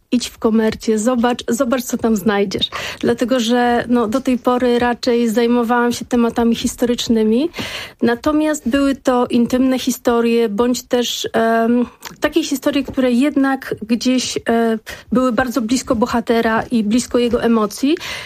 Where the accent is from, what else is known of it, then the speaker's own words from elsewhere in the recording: Warsaw, Masovian Voivodeship, Poland; Ja jako warszawianka, rodowita warszawianka